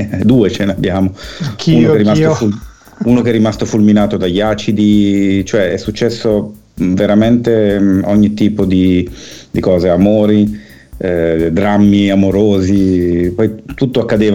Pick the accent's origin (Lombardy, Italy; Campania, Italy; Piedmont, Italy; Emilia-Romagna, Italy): Lombardy, Italy; Milan; Io sono nato nel 70 e sono cresciuto a Milano in un quartiere che all'epoca era periferico, adesso è quasi in centro perché la città è cresciuta a dismisura